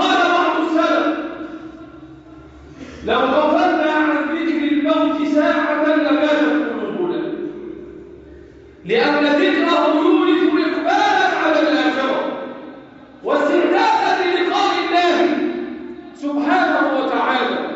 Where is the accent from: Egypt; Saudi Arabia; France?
Egypt; اللهم احفظ بلدنا مصر وسائر بلاد المسلمين